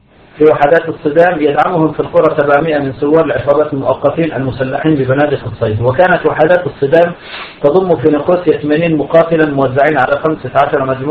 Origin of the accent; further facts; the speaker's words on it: Syria; نحن عندنا في بلاد الشام كان فيه الأمن السياسي والأمن العسكري